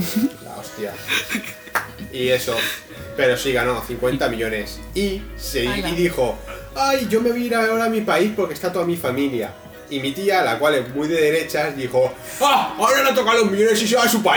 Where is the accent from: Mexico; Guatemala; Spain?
Spain; Si yo me voy, yo español, me voy fuera